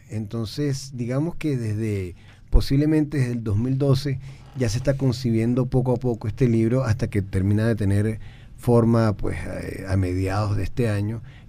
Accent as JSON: {"language": "Spanish", "country": "Venezuela", "said": "para cambiar lo que somos los venezolanos, ¿no?"}